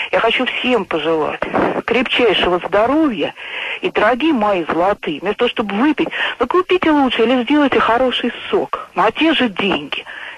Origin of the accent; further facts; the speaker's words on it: Moscow, Russia; я из Москвы.